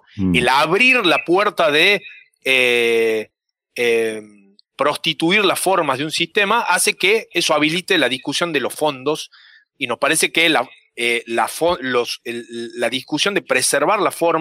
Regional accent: Argentina; lo que hablan de nuestra identidad como Argentina en el mundo.

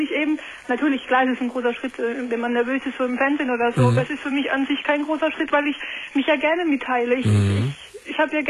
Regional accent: Karlsruhe, Baden-Württemberg, Germany; also ich komme aus Karlsruhe

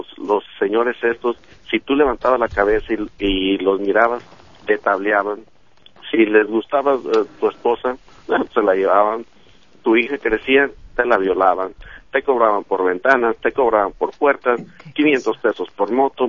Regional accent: Tepalcatepec, Michoacán, Mexico; now in United States; Yo soy originario también de Tepalcatepec.

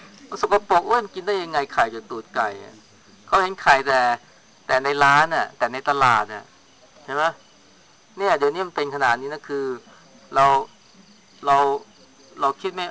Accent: Chaiyaphum, Thailand; พวกเราเป็นคนชัยภูมิเนี่ยเรารู้จักอเมริกาเรารู้เรื่องกรุงเทพ

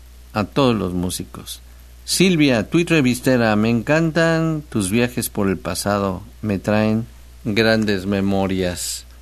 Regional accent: Xalapa, Veracruz, Mexico; te saludo desde el puerto, desde el puerto Jarioso. Llevo 3 años viviendo aquí, allá en el puerto, soy de Jalapa.

